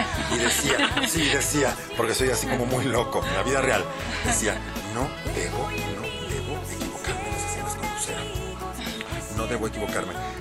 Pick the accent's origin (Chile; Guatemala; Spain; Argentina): Argentina; now in Mexico; yo soy de Argentina, llevo aquí 20 años